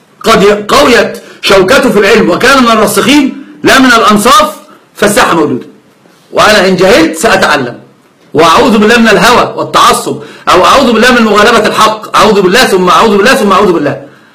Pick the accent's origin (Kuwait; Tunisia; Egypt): Egypt; Upper Egypt; زي الصعيدة اللي عندنا، أنا صعيدي أيضا.